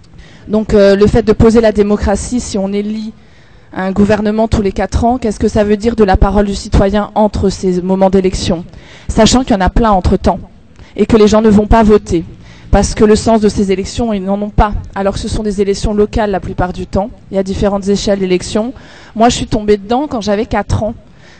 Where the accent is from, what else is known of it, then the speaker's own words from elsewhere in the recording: Strasbourg, Grand Est, France; Bon, moi, je viens de Strasbourg, hein